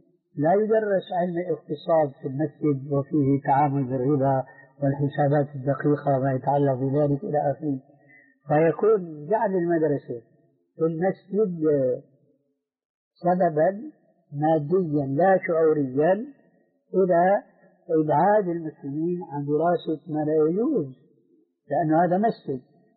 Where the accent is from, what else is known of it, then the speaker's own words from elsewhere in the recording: Damascus, Damascus Governorate, Syria; كان عندنا في دمشق مروج موقوفة برعاية الخيل